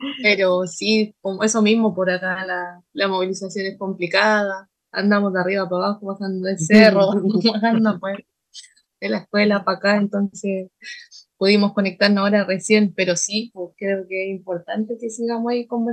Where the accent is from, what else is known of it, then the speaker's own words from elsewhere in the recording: Santiago, Santiago Metropolitan Region, Chile; yo fui nacida y criada allá en Santiago